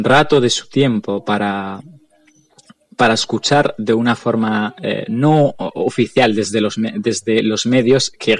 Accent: Western Sahara; Como saharaui, no quiero hacer un análisis de nuestra situación

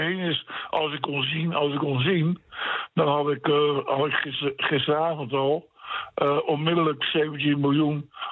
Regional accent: Gouda, South Holland, Netherlands; Ik kom uit Gouda. Ik zit in een bezorgingshuis.

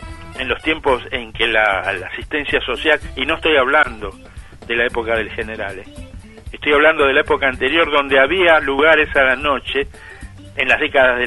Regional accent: Buenos Aires, Argentina; yo soy porteño nacido en la ciudad de Buenos Aires y actualmente no voy por la ciudad porque para mí ha cambiado mucho desde cuando yo era chico

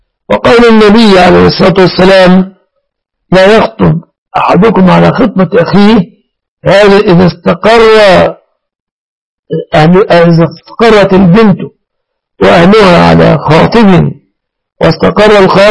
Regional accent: Mansoura, Dakahlia, Egypt; أنا من المنصورة يا سائلي، قرية جنب المنصورة.

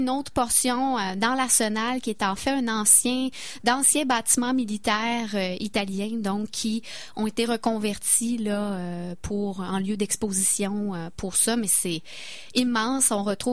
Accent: Quebec, Canada; En tant que Québécois, ben on s'y reconnaissait. C'était comme si on était transporté chez nous.

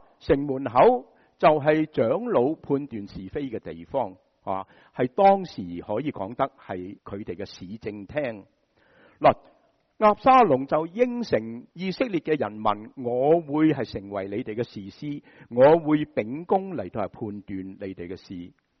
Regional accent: United States; 制造形象对我们美国人就很熟悉了

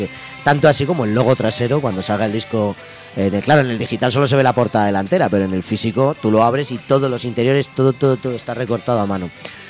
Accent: Madrid, Community of Madrid, Spain; Yo soy de Aluche, nosotros vivimos en Aluche

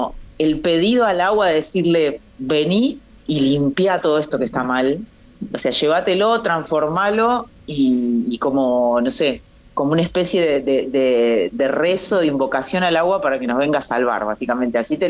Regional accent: Guatimosín, Córdoba, Argentina; Estoy en Córdoba, sí, en la provincia de Córdoba, en un pueblito que es mi pueblo natal, que sí. Se llama Guatimosín, bien al sur de la provincia de Córdoba.

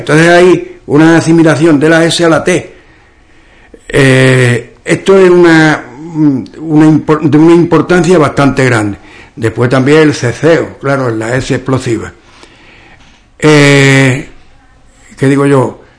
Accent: Andalusia, Spain; accent: western Andalusian; las hablas andaluzas se pueden dividir en hablas orientales y las occidentales. En las occidentales, que estamos nosotros

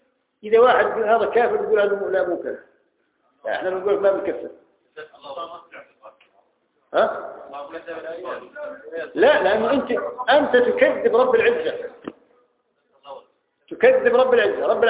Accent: Jordan; عندنا في الأردن في أكثر من المنافقين

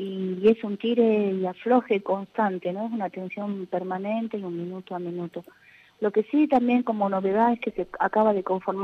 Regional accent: Argentina; cuestionar y hacer las presentaciones que tenemos como ciudadanos argentinos

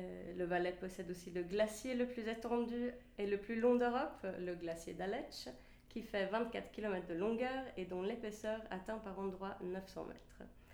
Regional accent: Sweden; now in Switzerland; je suis suisse, mais originaire de Suède.

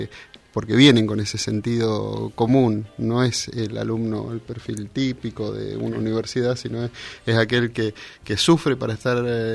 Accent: Mendoza, Argentina; now in Bahía Blanca, Argentina; Bueno, soy mendocino, ¿no? Hace un año que estoy acá en Bahía Blanca y en la Universidad Nacional

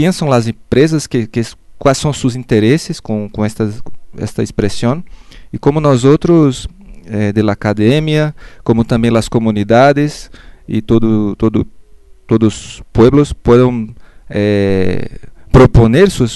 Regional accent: Brazil; Spanish is a second language; moved away as an adult; now in Mexico; Y sí, vengo de Brasil, estoy acá ya algunos meses en México

